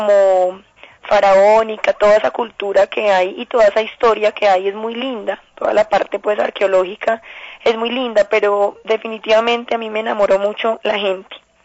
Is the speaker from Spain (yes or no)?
no; Colombia; es un mundo completamente nuevo para uno como colombiana